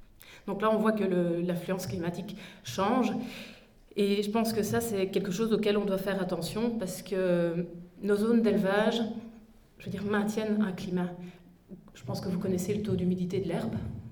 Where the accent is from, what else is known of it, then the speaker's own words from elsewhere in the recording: La Roche-en-Ardenne, Wallonia, Belgium; moi, je ne viens pas du pays de Herve, je viens de la Roche-en-Ardenne et je travaille à Namur.